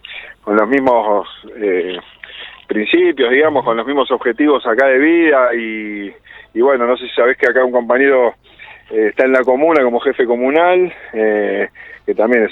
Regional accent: Tortuguitas, Buenos Aires Province, Argentina; moved away; Yo soy de Tortuguitas, que es un pueblo que está en provincia de Buenos Aires, y estoy viviendo acá, después de viajar bastante, me radiqué acá en el Valle de Calamuchita hace 16 años.

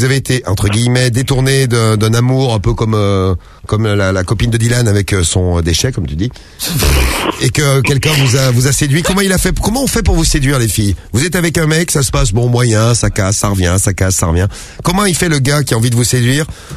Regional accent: Saint-Étienne, Auvergne-Rhône-Alpes, France; parce que bon, je suis stéphanois, donc vous comprenez bien les Lyonnais.

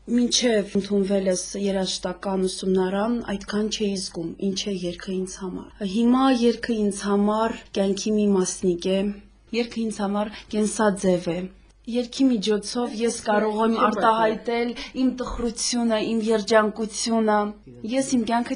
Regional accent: Stepanakert, Karabakh, Azerbaijan; ծնվել եւ մեծացել եմ այստեղ, Ստեփանակերտում

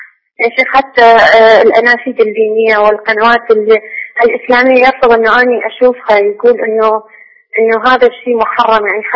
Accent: Iraq; أنا من العراق.

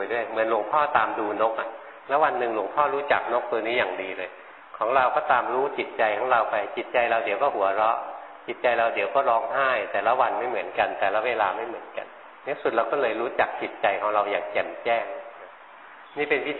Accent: Bangkok, Thailand; หลวงพ่อมาเป็นคนกรุงเทพมาอยู่แถวเนี้ยแถวนี้มีนกประหลาดประหลาดเยอะเลยเราคนกรุงเทพไม่เคยเห็น

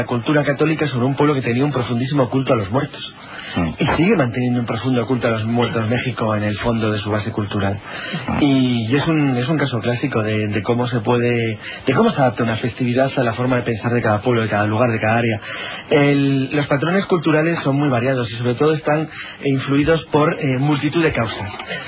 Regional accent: Spain; ¿cómo somos los españoles asimilando fiestas?

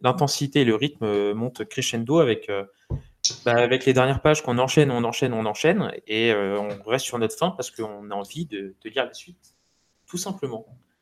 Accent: France; en tant que Français, on passe peut-être à côté parce qu'on n'a pas les connaissances qu'il nous faut

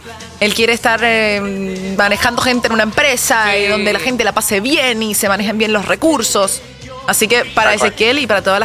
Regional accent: Venezuela; en mi país se le llama efecto tarima y en el país de él también, porque sí, somos venezolanos los dos.

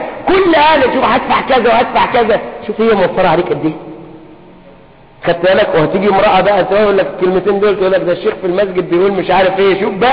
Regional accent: Egypt; خصوصا في عرفنا نحن كمصريين أن تخدمه.

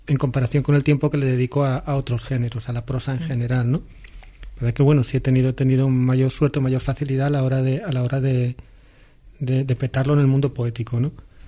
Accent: Andalusia, Spain; moved away as an adult; also born or lived in Segovia; now in Madrid, Spain; Yo nací en Segovia y me emigraron a Andalucía siendo yo niño y pues allí he vivido hasta hace un par de años que me he venido a Madrid.

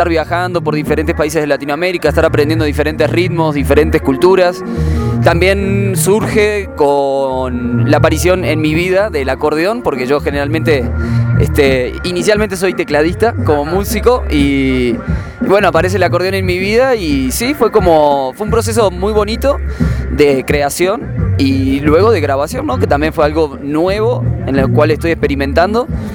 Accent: Uruguay; en Uruguay, que de donde soy oriundo, nacido.

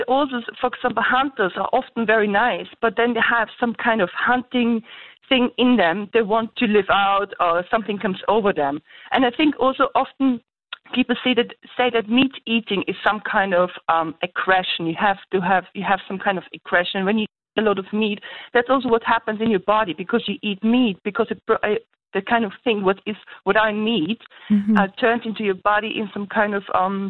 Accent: Germany; Look, I'm from Germany, and in Germany we see a lot of programs online

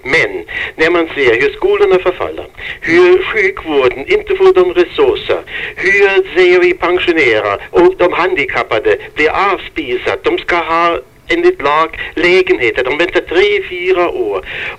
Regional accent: Germany; Swedish is a second language; now in Sweden; Jag kommer från Tyskland, det hörs väl på brytningen, va?

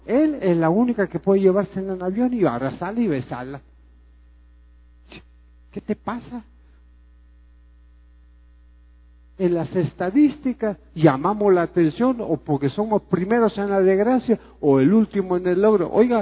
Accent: Mexico; depende de usted y de mí, de cada mexicano, como individuo, que puede decirle, sí, soy mexicano

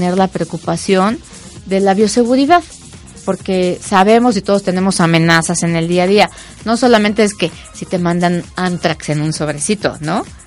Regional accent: Mexico; Yo soy una mexicana terrenal, como cualquiera

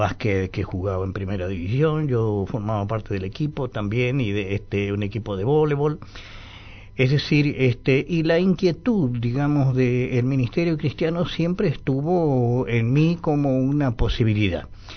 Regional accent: Muñiz, Buenos Aires Province, Argentina; born there; yo nací en un pueblito, en Muñiz, acá en la provincia de Buenos Aires, 30 kilómetros más o menos, a 20 metros de la estación del tren.

